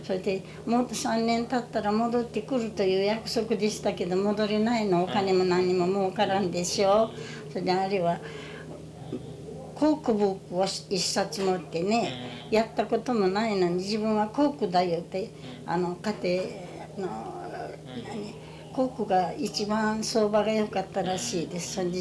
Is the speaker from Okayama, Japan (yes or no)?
yes; Okayama, Japan; 私ども、私は岡山市ですよ。